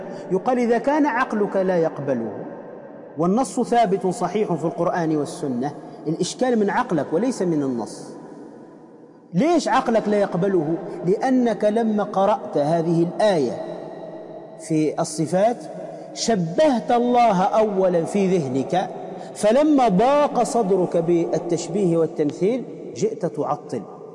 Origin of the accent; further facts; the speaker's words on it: Tunisia; وأصلا عندنا في تونس تسمى الهريسة